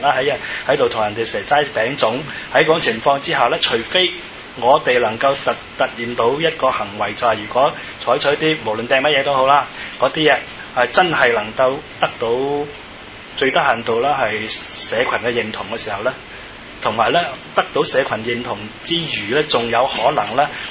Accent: Macau; 其實我哋澳門人都心驚膽戰，因為我都喺香港讀過書啊

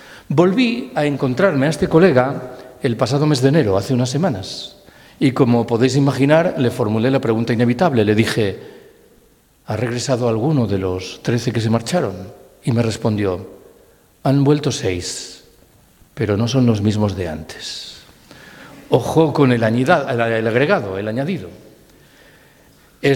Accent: Galicia, Spain; Yo soy gallego, en el caso de Galicia esa población es Betanzos.

